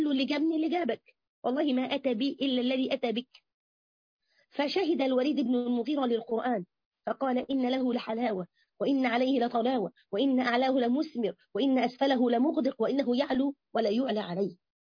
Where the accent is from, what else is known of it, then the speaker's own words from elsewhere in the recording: Egypt; تبص تلاقي الناس كده، عندنا في مصر بس على فكرة سبحان الله